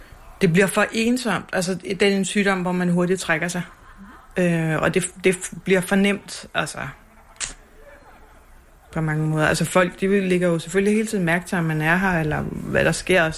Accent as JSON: {"language": "Danish", "town": "Copenhagen", "region": "Capital Region of Denmark", "country": "Denmark", "said": "hele mit netværk er inde i København. Jeg er københavner."}